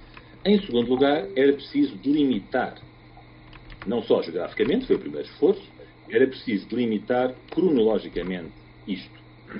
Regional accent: Goa, India; eu sou goês, tentei centrar a perspectiva desde Goa.

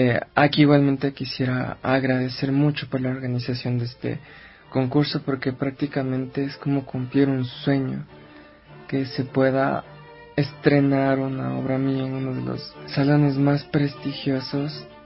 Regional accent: Ecuador; yo creo que es una experiencia muy, muy, muy, muy grata para todos, como compositores y como ecuatorianos.

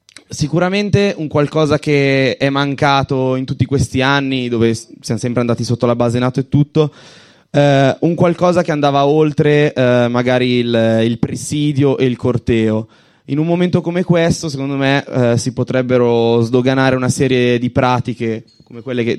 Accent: Lombardy, Italy; io vengo dalla provincia di Varese ed è una zona totalmente disseminata di fabbriche di morte.

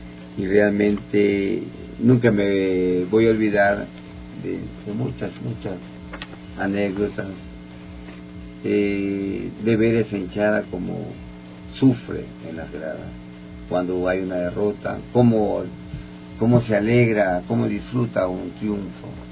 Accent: Manta, Manabí, Ecuador; yo soy de Manta, Manabí. Me inicié estuve jugando en Manta

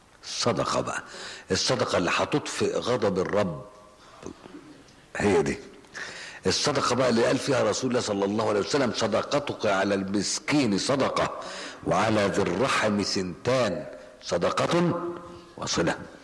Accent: Egypt; إحنا بس للأسف الشديد الطب النفسي عندنا في مصر مش متقدم زي الجراحة

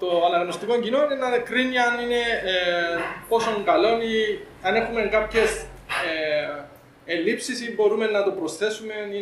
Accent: Athienou, Larnaca District, Cyprus; Είμαι από την Αθιένου. Και είμαι πολλά κοντά η Αθιένου, που δαμέ, αν ξέρετε που είναι. Βασικά, Αχτίνα σχεδόν 15 λεπτά.

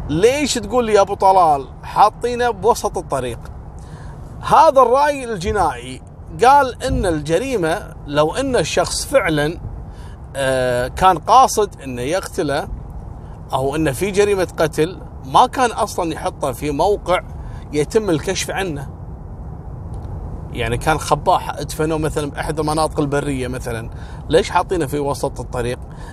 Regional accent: Kuwait; وهذا نفس القصص اللي حصلت عندنا في الكويت في بيت السالمية

